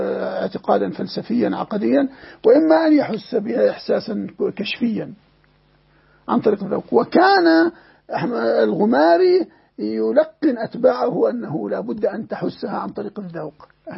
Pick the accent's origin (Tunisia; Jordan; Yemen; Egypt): Jordan; وعندنا في الأردن مثلا